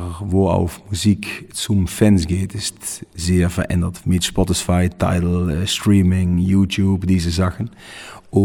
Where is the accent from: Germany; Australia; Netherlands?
Netherlands; German is a second language; haben wir ein großes Konzert gegeben bei uns in Holland im Tilburg